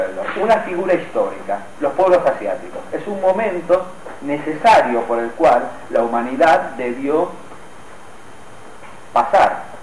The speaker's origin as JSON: {"language": "Spanish", "country": "Argentina", "said": "Ahora, eso está negado en el sentido que digo, no soy yo griego, soy un argentino del siglo XXI."}